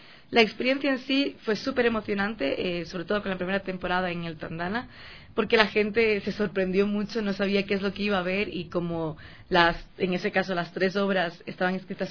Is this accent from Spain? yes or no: yes; Barcelona, Catalonia, Spain; now in Quito, Ecuador; como puedes notar por mi acento, yo nací aquí, pero toda la vida la viví en España, en Barcelona